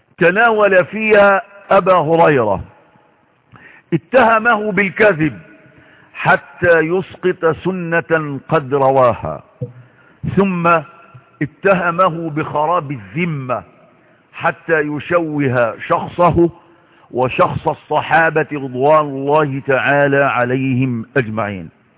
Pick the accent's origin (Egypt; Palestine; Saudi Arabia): Egypt; وما أكثر الكتباء والكتاب والمفكرين في بلدنا مصر